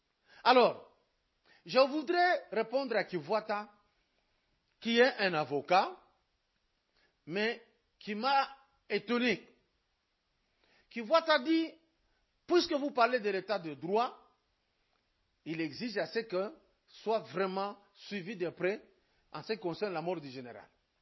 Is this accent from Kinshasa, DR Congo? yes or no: no; Lubumbashi, Haut-Katanga, DR Congo; Moi, je suis de Lubumbashi.